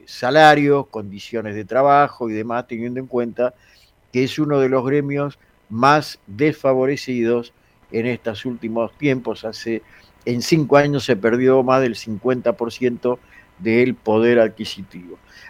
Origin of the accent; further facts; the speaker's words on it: Buenos Aires, Argentina; Yo soy de Villa Crespo, pero soy de Nueva Chicago.